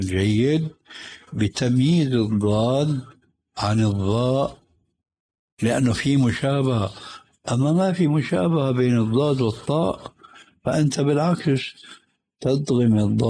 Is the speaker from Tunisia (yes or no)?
no; Syria; عندنا في سوريا وغيرها يقولون ولا الضالين